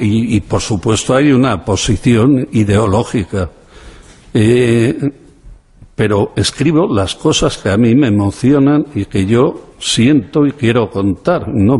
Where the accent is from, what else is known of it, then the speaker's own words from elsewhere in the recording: Spain; Yo vengo de la España pobre. Fue una familia humilde, normal, y vengo de pueblos perdidos de esta provincia.